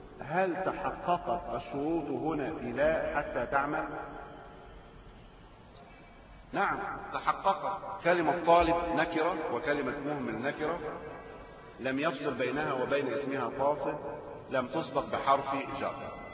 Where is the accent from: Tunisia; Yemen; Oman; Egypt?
Egypt; محتوى ثقافي فارغ حتى من الثوابت الموجودة لنا كمصريين.